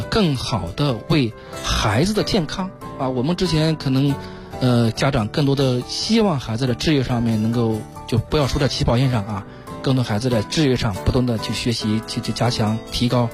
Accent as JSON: {"language": "Chinese", "country": "China", "said": "实际这一块我们中国人啊，可能从古至今啊，就有一点重文轻武的一种理念"}